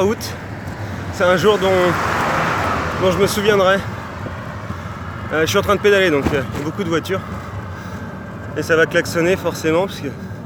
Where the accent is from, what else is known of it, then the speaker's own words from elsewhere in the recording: France; j'ai 29 ans. Je suis parti il y a 3 mois, 5 jours maintenant, de chez moi en France, et je suis actuellement après Istanbul, entre Istanbul et Ankara.